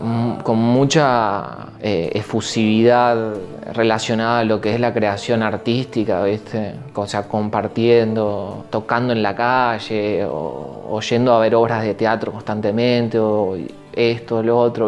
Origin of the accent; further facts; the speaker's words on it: Maldonado, Uruguay; moved away as an adult; de mis 17, 18 aproximadamente, ahí se instaló ya mi familia. Ahora toda mi familia vive ahí, en Maldonado. Y yo me fui al 20, creo, que o 19, 20, por ahí creo que me fui de Maldonado, me fui a vivir a Buenos Aires. Me fui 2 años a Buenos Aires a vivir.